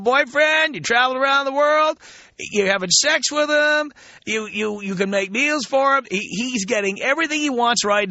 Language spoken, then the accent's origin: English; New York, United States; moved away; Look, I grew up in New York. I left New York because radio sucks in New York.